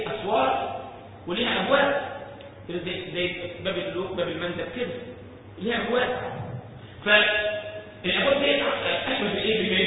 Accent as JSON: {"language": "Arabic", "country": "Egypt", "said": "أنا مرة شفت واحد عندنا في مصر"}